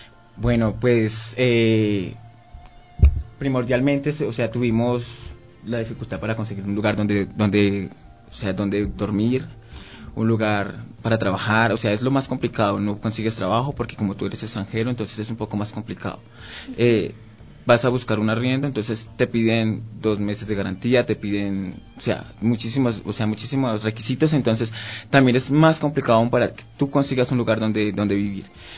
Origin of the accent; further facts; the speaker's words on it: Colombia; now in Quito, Ecuador; nosotros ya somos personas de la comunidad LGBT, somos colombianos, yo tengo mi esposo, tuvimos que salir de Colombia por persecución, porque recibimos amenazas de un grupo armado.